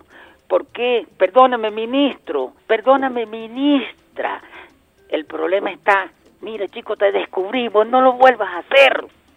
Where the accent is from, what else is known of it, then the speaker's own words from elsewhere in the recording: Venezuela; Yo, como venezolano, me dio pena.